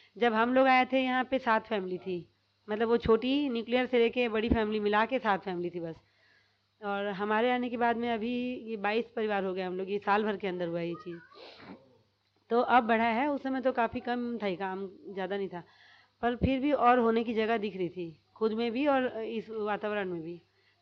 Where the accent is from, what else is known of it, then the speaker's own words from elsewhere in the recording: Odisha, India; now in Raipur, India; और जब हम लोग उड़ीसा से रायपुर आए थे